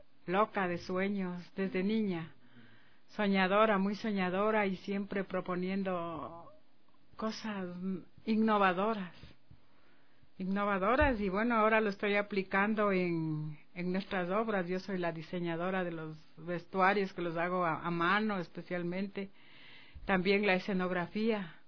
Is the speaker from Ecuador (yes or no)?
yes; Quito, Pichincha, Ecuador; born there; Yo nací en Quito. Uh-huh. Nací en Quito y amo esta ciudad.